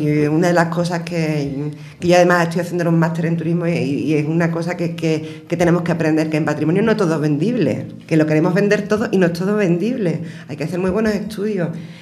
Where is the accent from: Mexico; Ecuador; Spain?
Spain; Écija, Andalusia; dos de ellas somos de aquí de Écija. Yo, como digo, tengo mi sucursal aquí y funciona, y yo siempre trabajo aquí en Écija